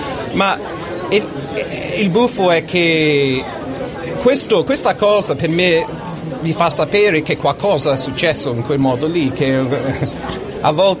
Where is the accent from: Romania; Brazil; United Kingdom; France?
United Kingdom; England; Italian is a second language; ero in Inghilterra a quel tempo lì, sono inglese, infatti non